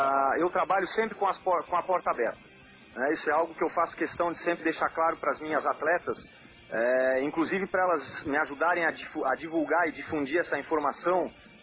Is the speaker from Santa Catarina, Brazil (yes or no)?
yes; Florianópolis, Santa Catarina, Brazil; also born or lived in Porto Alegre; eu sou nascido no Rio Grande do Sul, Porto Alegre, mas moro em Florianópolis, Santa Catarina, desde um ano de idade. Então eu sou sem sotaque mesmo.